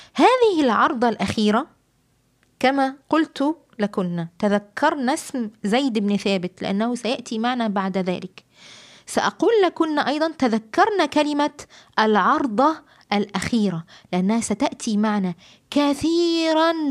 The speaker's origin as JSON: {"language": "Arabic", "country": "Egypt", "said": "وطبعا البردعة عندنا في مصر بتكون إيه جلد"}